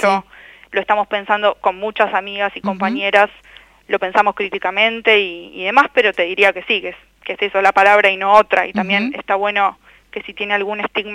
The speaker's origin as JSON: {"language": "Spanish", "region": "Buenos Aires", "country": "Argentina", "tie": "born there", "said": "y vivo donde nací, acá en Buenos Aires."}